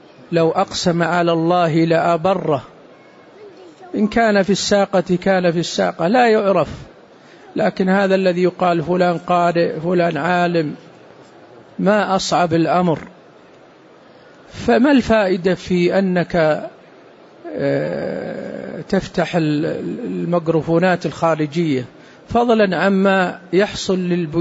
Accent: Saudi Arabia; وقد صدر عندنا في السعودية قرار بهذا

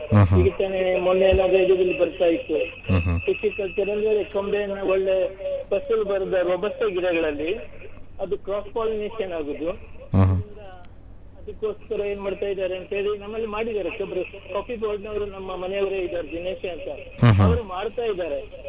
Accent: Kavoor, Karnataka, India; ಭಾಗಮಂಡಲ ನಾಡಿನಲ್ಲಿ ನಮ್ಮ ಊರು ಕಾವೂರು ಅಂತ

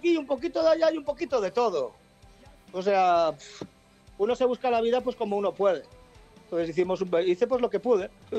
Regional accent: Barcelona, Catalonia, Spain; Yo soy de Barcelona.

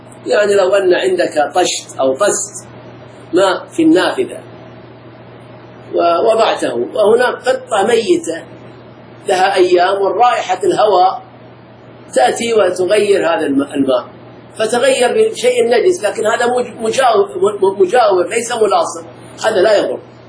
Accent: Al-Ahsa, Eastern Province, Saudi Arabia; عندنا في الأحساء

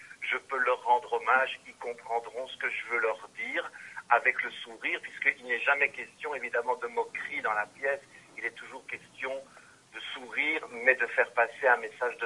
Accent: Belgium; born there; je suis né en Belgique, sono nato qui in Belgio, lo parlo in italiano, ma però qualche parola la so dire, ma mi manca molto il vocabolario. Donc moi, je suis né ici

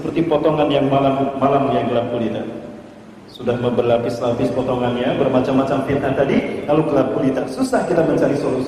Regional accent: Bandung, West Java, Indonesia; Saya dari Bandung, Al-Bandungi.

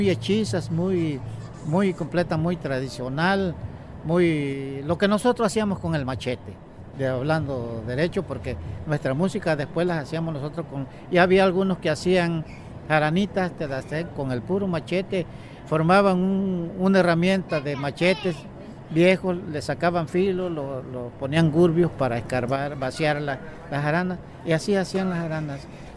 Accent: Guapinole, Veracruz, Mexico; Yo vengo aquí a San Juan, yo vivía en mi pueblo, en Guapinole.

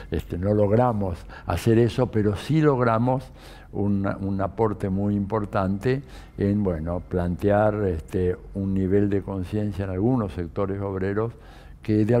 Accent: Buenos Aires, Argentina; born there; Yo nací en Buenos Aires

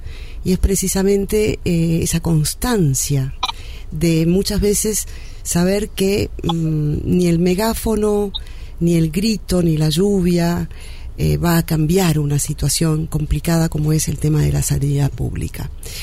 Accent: Argentina; soy locutora nacional argentina.

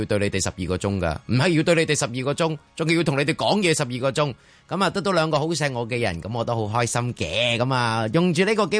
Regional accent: Hong Kong; 作为一个香港人

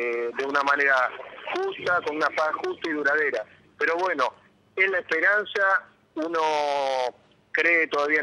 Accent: Argentina; Nosotros como argentinos, sobre todo descendientes de árabes en general

